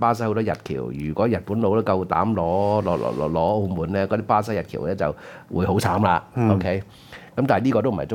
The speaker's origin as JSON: {"language": "Cantonese", "country": "Hong Kong", "said": "因為我所理解中共高層讀歷史一定比我哋香港人多嘅，"}